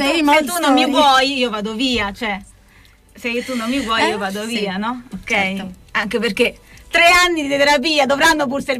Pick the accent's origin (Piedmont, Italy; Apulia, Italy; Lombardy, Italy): Apulia, Italy; siamo andati nel suo paese originale, che non è nella mia regione, la Puglia, ma è fuori regione